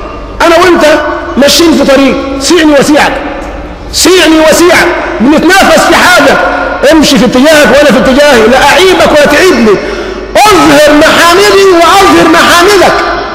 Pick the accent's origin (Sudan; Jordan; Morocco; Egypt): Egypt; حتى يدوم حبل الود بيننا كمصريين